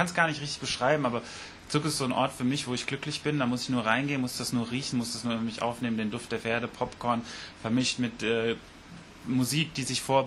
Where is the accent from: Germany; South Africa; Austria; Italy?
Germany; Wiesbaden, Hesse; Genau, ich bin in Wiesbaden geboren, so ein sogenannter Biebricher Bub, also hier im Stadtteil Biebrich aufgewachsen, Großeltern schon aus Wiesbaden.